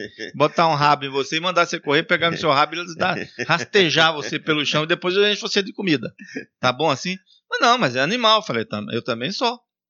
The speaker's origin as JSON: {"language": "Portuguese", "region": "Northeast Region", "country": "Brazil", "said": "Que eu sou nordestino e vaquejada no Nordeste é diferente dos rodeios aqui também"}